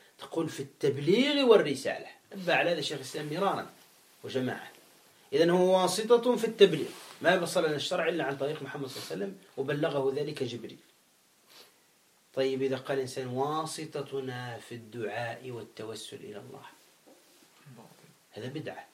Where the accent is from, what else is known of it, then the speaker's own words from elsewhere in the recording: Gabès, Gabès Governorate, Tunisia; ومات في مدينتي أنا في جابس في تونس